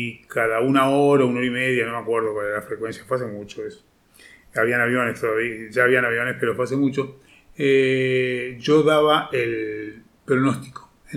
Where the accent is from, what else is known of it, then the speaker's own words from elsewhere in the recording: Montevideo, Uruguay; born there; Eso era en Montevideo, Uruguay, donde yo nací